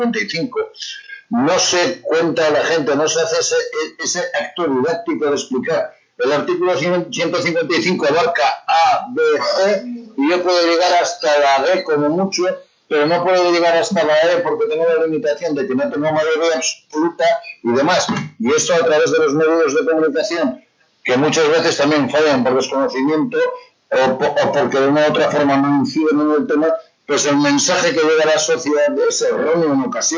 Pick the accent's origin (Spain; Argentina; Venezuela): Spain; Basque Country; Tú y yo, que somos vascos, sabemos perfectamente